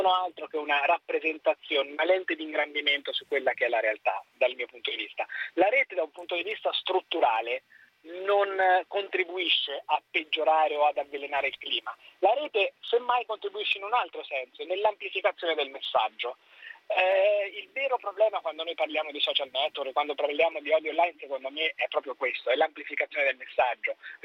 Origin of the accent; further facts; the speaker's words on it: Perugia, Umbria, Italy; Sono nato a Perugia e vivo a Perugia